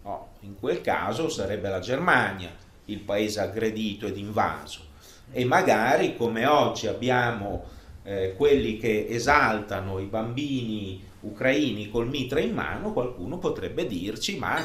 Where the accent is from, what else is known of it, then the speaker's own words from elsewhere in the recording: Russia; Italian is a second language; Noi usiamo la parola, traduciamo con Russia sia Rus che Russia, e quindi per noi russi è